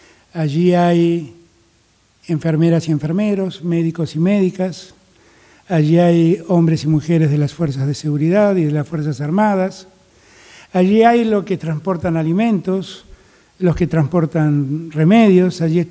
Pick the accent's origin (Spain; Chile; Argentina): Argentina; tenemos que estar muy contentos como argentinos